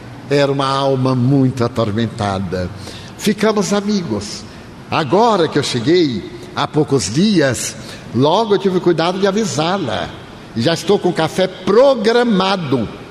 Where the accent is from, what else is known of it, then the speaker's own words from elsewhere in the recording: Bahia, Brazil; eu sou baiano.